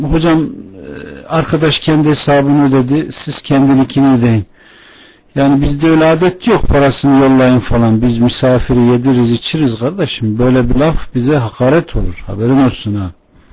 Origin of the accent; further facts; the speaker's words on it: Ankara, Turkey; born there; Memleketim Konya. Anam babam Konya'da doğmuş. Ankara'ya gelmiş. Allah benim Ankara'da doğmamı nasip etmiş. 3-2-1964 Ankara doğumluyum.